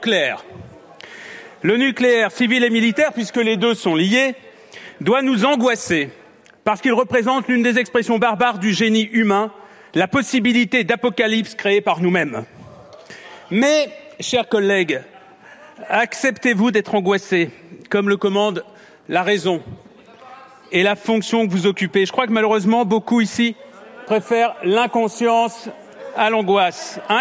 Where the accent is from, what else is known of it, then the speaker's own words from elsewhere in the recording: France; Est-ce que chez nous, en France, le risque de guerre et de terrorisme n'existe pas ?